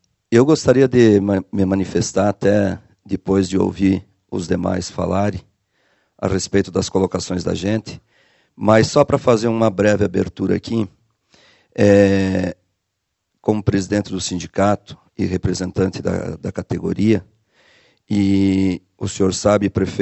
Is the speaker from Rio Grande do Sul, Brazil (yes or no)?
no; Chapecó, Santa Catarina, Brazil; Eu nasci e me criei em Chapecó, conheço o mundo da música desde os 12 anos de idade